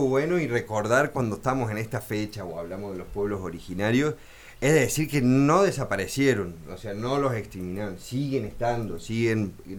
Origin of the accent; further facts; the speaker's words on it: Córdoba, Argentina; No sé, le digo, yo soy de Córdoba.